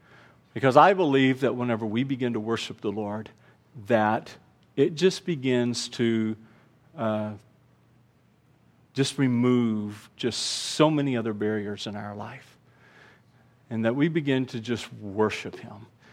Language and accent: English; Houston, Texas, United States; born there; in my head, I said I was born in Houston.